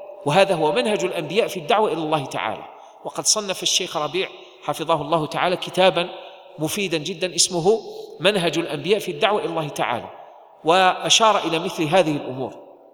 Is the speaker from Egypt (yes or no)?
no; Algeria; نحن في بلدنا الجزائر نحن الآن نعيش نعمة عظيمة أيها الإخوة